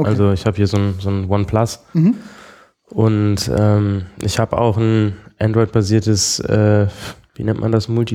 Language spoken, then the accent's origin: German; Bonn, North Rhine-Westphalia, Germany; moved away as an adult; now in Berlin, Germany; So generell im Leben komme ich aus Bonn eigentlich.